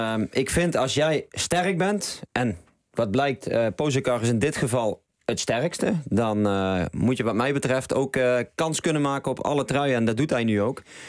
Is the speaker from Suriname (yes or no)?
no; Valkenburg, Limburg, Netherlands; Maar ik kom uit Valkenburg. Nou, daar woont familie, daar wonen kennissen, daar wonen vrienden.